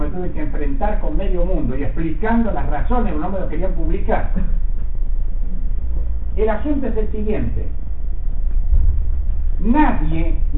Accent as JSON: {"language": "Spanish", "country": "Argentina", "said": "Es como los argentinos somos los que vivimos en la Argentina."}